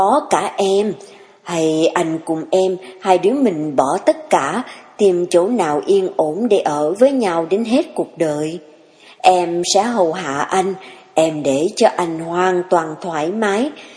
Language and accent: Vietnamese; Saigon, Ho Chi Minh City, Vietnam; Em sanh đẻ ở Sài Gòn, lớn lên cũng ở Sài Gòn, chưa bao giờ xuống dưới miền Nam.